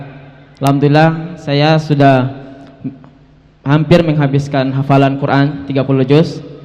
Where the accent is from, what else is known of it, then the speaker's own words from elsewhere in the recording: Ambon, Maluku, Indonesia; Saya dari Ambon. Datangnya 2 hari yang lalu sendiri ke sini